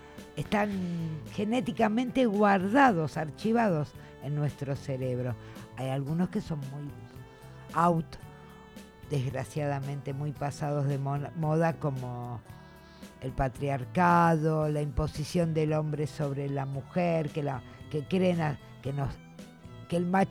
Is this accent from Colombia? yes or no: no; Argentina; Es feo no pensar esto siendo argentina, pero, o sea...